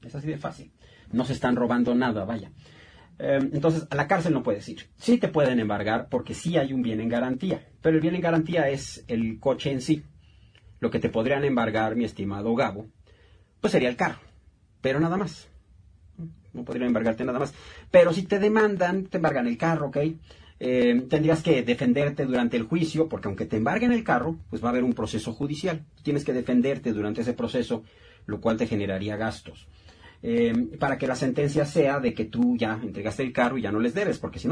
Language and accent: Spanish; Mexico; como mexicanos que somos, nos podamos echar la mano de vez en cuando.